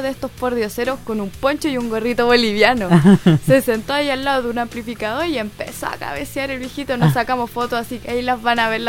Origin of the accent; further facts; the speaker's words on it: Macul, Santiago Metropolitan Region, Chile; Igual yo soy de Macul, nada que ver